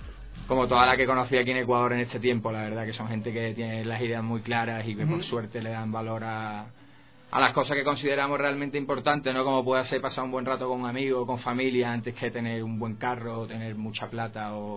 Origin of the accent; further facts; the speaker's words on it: Seville, Andalusia, Spain; Yo soy de Sevilla.